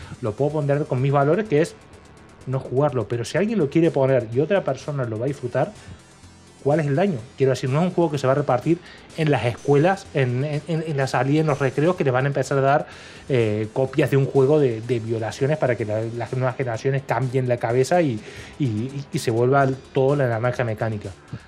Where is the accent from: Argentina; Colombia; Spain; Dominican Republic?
Argentina; tanto en lo que es este país, de donde yo vengo yo en Argentina